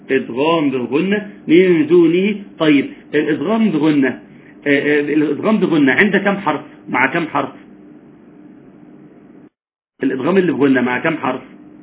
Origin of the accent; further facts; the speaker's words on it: Egypt; وإحنا في مصر يا جماعة لحد 200 سنة فاتوا كنا نقرأ